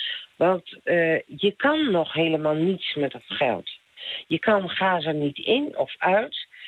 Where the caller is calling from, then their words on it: Hoogeveen, Drenthe, Netherlands; uit Hoogeveen. Ik lig lekker in mijn bedje naar jullie te luisteren.